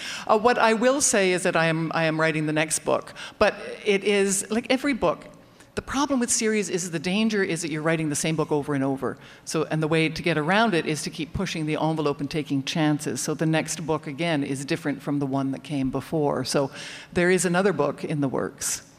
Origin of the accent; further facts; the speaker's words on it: Canada; I was raised with privilege. I was raised in Canada. I was raised healthy with a certain amount of intelligence.